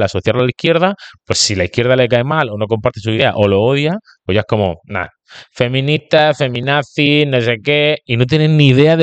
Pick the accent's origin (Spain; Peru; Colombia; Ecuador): Spain; los de izquierda también somos españoles, ¿de dónde soy yo? ¿De Italia?